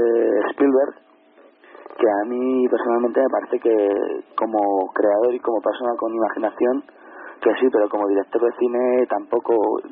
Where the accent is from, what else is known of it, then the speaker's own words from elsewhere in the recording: Madrid, Community of Madrid, Spain; Es que yo, como soy de Madrid...